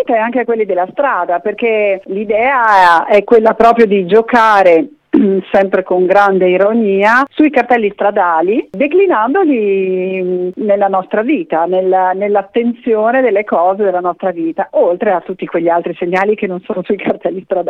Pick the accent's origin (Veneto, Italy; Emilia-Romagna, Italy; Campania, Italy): Emilia-Romagna, Italy; Bologna; è nata a Bologna, noi siamo bolognesi, amiamo questa città